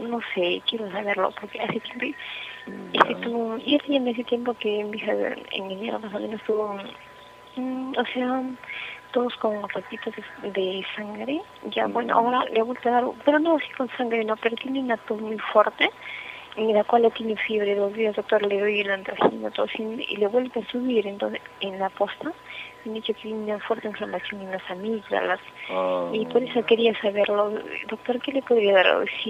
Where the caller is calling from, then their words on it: Trujillo, La Libertad, Peru; Se llama de Trujillo, doctor.